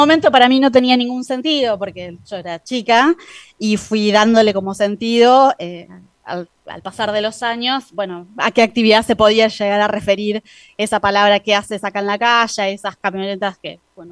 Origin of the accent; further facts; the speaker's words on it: Córdoba, Argentina; Crecí en Córdoba, básicamente